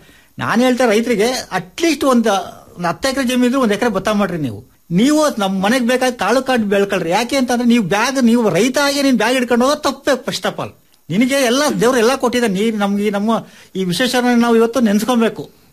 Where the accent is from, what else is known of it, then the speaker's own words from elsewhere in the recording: Bandarahalli, Karnataka, India; ನಾನು ಮೂಲತಃ ನಾವು ಭದ್ರಾವತಿ ತಾಲೂಕು ಬಂಡಾರಹಳ್ಳಿ ಗ್ರಾಮದವರು. ನಾವು ಹೆಚ್ಚು ಕಡಿಮೆ ಒಂದು 30 ವರ್ಷದಿಂದ ಜಮೀನು ಮಾಡ್ತಾ ಇದೀವಿ.